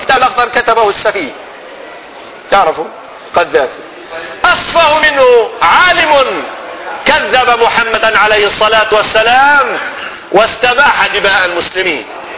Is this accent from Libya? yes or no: yes; Libya; كانت بلادنا ليبيا أليست بلاد المسلمين؟